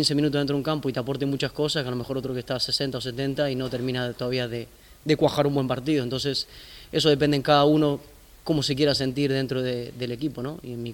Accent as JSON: {"language": "Spanish", "country": "Argentina", "said": "Somos varios argentinos"}